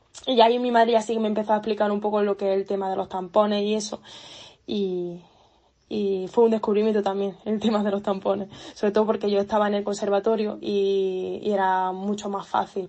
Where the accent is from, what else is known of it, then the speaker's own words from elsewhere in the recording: Granada, Andalusia, Spain; vengo de Granada.